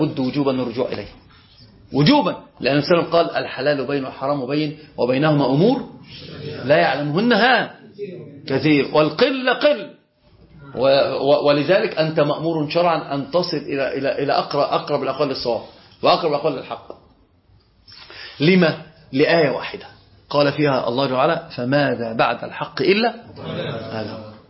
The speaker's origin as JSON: {"language": "Arabic", "country": "Egypt", "said": "هنا بقى عندنا في مصر"}